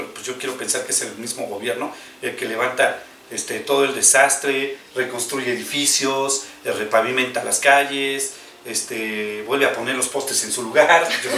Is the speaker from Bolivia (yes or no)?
yes; Bolivia; soy de Bolivia.